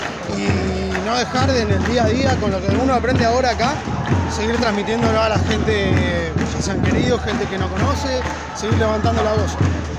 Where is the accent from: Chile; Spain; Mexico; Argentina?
Argentina; Mar de Ajó, Buenos Aires Province; soy de acá, de Mar de Ajó.